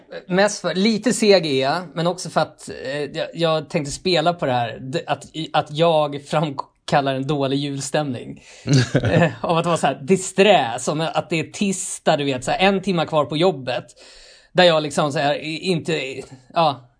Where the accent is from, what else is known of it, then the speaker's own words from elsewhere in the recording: Tullinge, Stockholm County, Sweden; jag är uppvuxen i Tullinge.